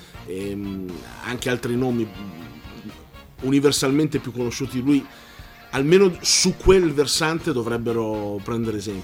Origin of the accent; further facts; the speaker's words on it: Milan, Lombardy, Italy; io sono di Milano